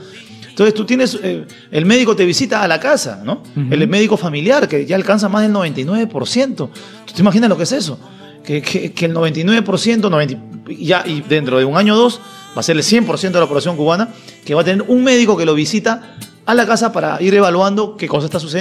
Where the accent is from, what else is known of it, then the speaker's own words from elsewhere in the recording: Peru; Con enfermedades del siglo XIV, XV, en mi país, sí, Perú